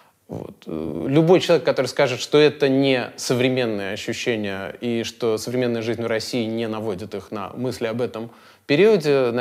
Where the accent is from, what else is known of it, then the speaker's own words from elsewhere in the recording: Riga, Latvia; also born or lived in United States; now in Russia; я из Риги. Большую часть жизни прожил в Америке. И в 2012 году случилась такая странная вещь. Меня пригласили в Москву работать.